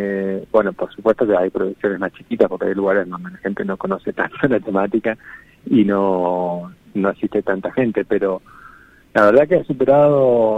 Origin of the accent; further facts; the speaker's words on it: San Rafael, Mendoza, Argentina; yo soy mendocino, soy nacido en San Rafael, Mendoza, que queda al sur de Mendoza, pero tengo 41 años. A los 18 me fui y volví recién en... me fui como en el 2000 y volví en el 2015.